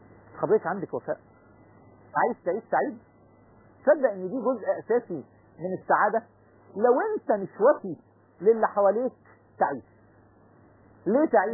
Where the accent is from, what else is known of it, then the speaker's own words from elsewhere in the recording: Egypt; عندنا في مصر الكلمه دي مشهوره